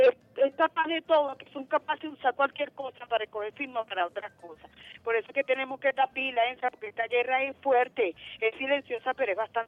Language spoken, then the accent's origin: Spanish; Venezuela; uno como venezolano